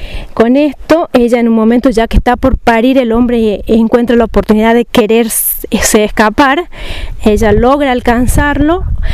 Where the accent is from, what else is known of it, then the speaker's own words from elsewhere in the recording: Catamarca, Argentina; de Catamarca.